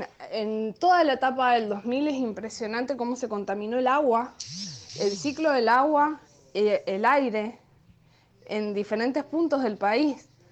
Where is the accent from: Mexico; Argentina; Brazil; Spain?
Argentina; Mendoza; Soy mendocina